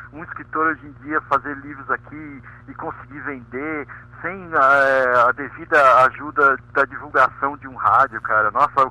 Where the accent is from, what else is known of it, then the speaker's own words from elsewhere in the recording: São Paulo, Brazil; now in Curitiba, Brazil; Eu sou de São Paulo, tô morando